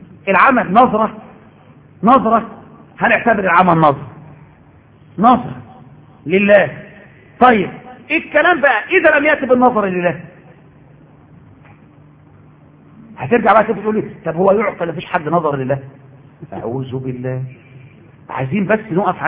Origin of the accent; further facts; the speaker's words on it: Egypt; لازم نعمل كده احنا كمصريين كده